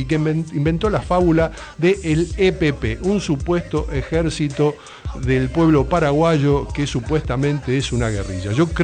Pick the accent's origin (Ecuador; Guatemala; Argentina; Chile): Argentina; yo siempre digo, los argentinos primero nos creemos que somos los porteños